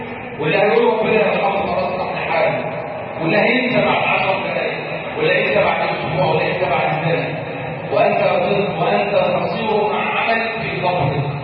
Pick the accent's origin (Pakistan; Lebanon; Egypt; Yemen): Egypt; واحفظ بلدنا مصر